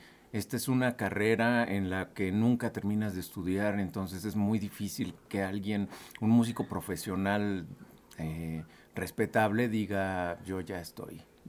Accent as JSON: {"language": "Spanish", "country": "Mexico", "said": "No somos como mexicanos, al menos puedo hablar"}